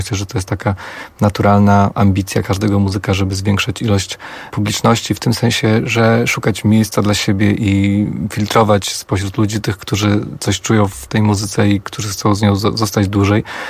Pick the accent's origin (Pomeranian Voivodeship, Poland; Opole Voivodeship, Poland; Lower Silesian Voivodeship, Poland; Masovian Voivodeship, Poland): Masovian Voivodeship, Poland; Warsaw; Bo ja jestem stąd i ja tu zawsze będę wracał i myślę, że nigdy nie opuszczę Warszawy na zawsze, bo po prostu kocham to miasto